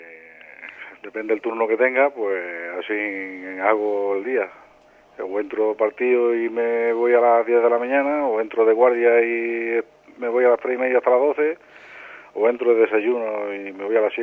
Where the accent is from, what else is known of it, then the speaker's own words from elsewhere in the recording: Bailén, Andalusia, Spain; He hecho muchísimo de menos mi pueblo, que el día que me jubile, pues no sé, esto de hablar por hablar, ¿no? Pero sí me gustaría volver